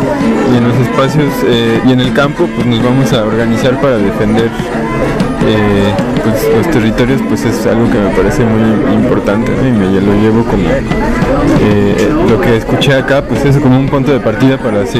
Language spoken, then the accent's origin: Spanish; Mexico City, Mexico; Vengo de la Ciudad de México